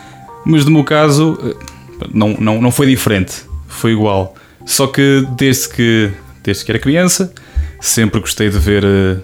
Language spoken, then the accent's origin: Portuguese; Coimbra, Centro, Portugal; tenho 25 anos, sou de Coimbra, tirei a licenciatura em Línguas Modernas, mais especificamente inglês e espanhol, neste caso pela Faculdade de Letras da Universidade de Coimbra.